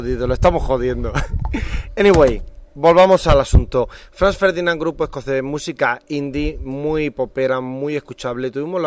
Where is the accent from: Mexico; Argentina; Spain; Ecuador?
Spain; Murcia, Region of Murcia; yo soy de Murcia, estoy contento donde estoy